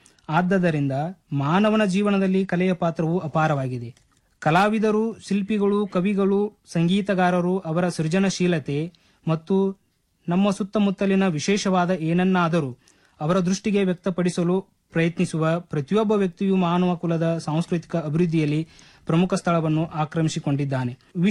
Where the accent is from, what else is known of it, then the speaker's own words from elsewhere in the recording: Gujanatti, Karnataka, India; ನಾನು ಮೂಲತಃ ಬೆಳಗಾವಿ ಜಿಲ್ಲೆ ಮೂಡಲಗಿ ತಾಲೂಕಿನ ಗುಜನಟಿ ಗ್ರಾಮದವನು.